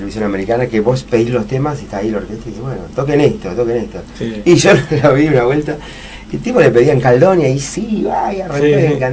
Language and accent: Spanish; Argentina; somos argentinos